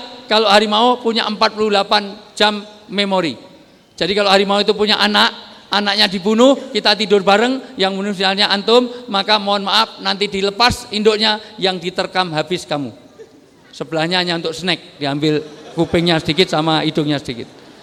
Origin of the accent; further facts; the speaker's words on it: Java, Indonesia; Saya senang orang Jawa karena saya orang Jawa.